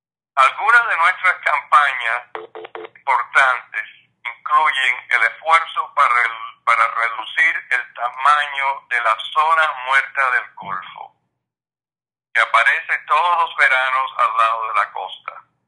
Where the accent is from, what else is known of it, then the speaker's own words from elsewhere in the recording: Cuba; now in New Orleans, United States; soy un nativo de Cuba y vivo en Nueva Orleans hace 50 años.